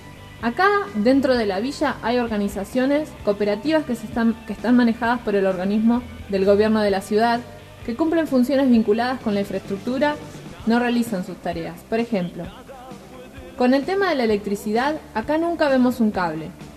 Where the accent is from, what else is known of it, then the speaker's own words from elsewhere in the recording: Paraguay; Yo soy paraguaya.